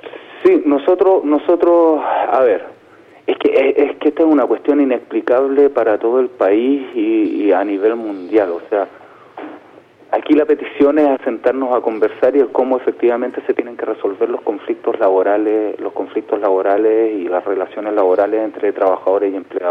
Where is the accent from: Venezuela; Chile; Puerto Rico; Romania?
Chile; primero somos todos los chilenos